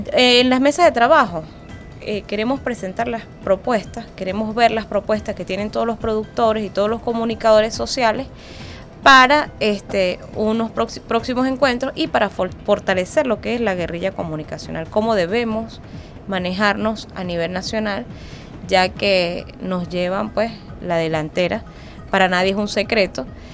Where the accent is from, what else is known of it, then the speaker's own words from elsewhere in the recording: Mérida, Venezuela; Estoy llegando de Mérida, yo soy de Mérida, okay.